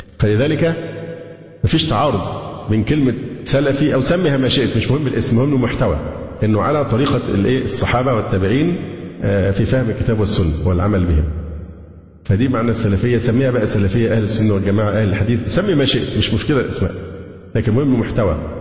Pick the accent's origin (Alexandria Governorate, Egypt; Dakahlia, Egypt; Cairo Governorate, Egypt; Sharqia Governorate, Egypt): Alexandria Governorate, Egypt; Alexandria; لأن أنا فعلا سكندري